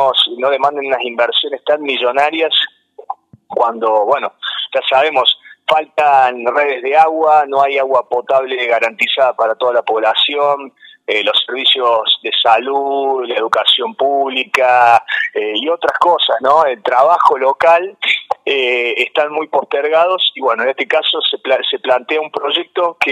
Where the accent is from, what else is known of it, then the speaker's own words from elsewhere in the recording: Cosquín, Córdoba, Argentina; yo soy nacido y criado en Cosquín. Y trabajé 10 años en parques nacionales